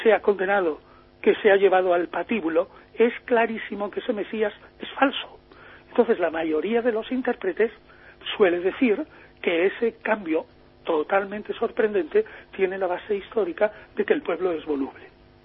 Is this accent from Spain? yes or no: yes; Chipiona, Andalusia, Spain; now in Madrid, Spain; porque yo soy de Chipiona